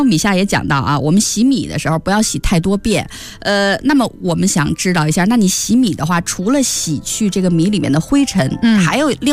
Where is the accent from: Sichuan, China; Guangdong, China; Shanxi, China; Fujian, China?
Guangdong, China; 另外一方面可以像咱们广东人蒸白粥那样